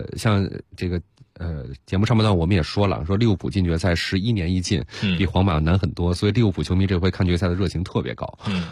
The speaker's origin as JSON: {"language": "Chinese", "region": "Beijing", "country": "China", "said": "我说我是从中国，从北京来的。"}